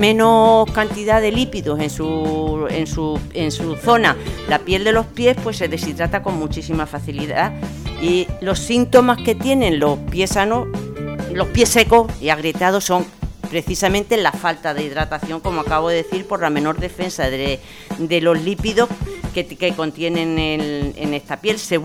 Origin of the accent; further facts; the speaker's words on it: Extremadura, Spain; Mira, mi pueblo en Extremadura, de al que iré dentro de poco, muy pequeñito, 1.200 habitantes y así.